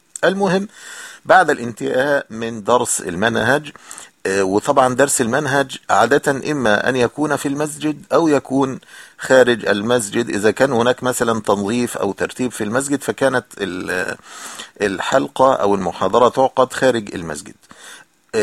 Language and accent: Arabic; Egypt; يعني كان عندنا في مصر نقول فطار أو إفطار